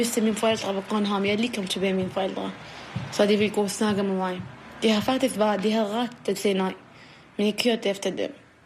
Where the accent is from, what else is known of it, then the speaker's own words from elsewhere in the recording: Iraq; Danish is a second language; now in Copenhagen, Denmark; Landet? Irak. Ja, Irak. Og så bor jeg her for 12 år siden eller 13 år siden. Jeg kom med mine forældre.